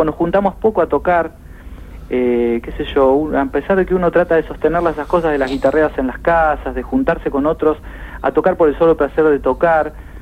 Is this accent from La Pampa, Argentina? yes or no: no; Pergamino, Buenos Aires Province, Argentina; yo soy de Pergamino, así que ahí canté muchísima música folclórica.